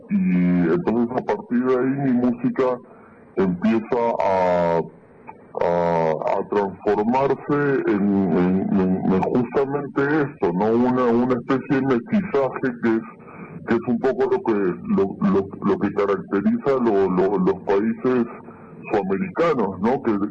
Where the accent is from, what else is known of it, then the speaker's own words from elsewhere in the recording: Lima, Peru; also born or lived in Huancayo; Yo nací en Lima, en un barrio muy popular que se llama El Rímac, pero hasta los 11 años de edad yo no había tenido ningún contacto con la música, hasta que con mi familia nos mudamos a Huancayo